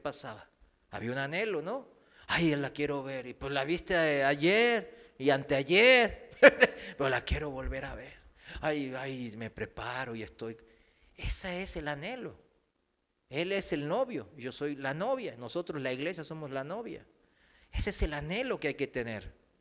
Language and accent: Spanish; South Korea; Spanish is a second language; now in Mexico; Aquí en México, yo, aunque sea coreano, pues yo me siento mexicano